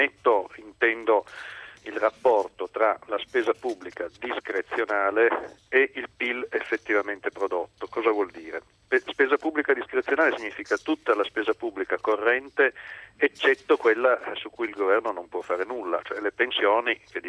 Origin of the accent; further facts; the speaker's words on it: Piedmont, Italy; alcune regioni del nord che non funzionano, tra cui la mia, io sono piemontese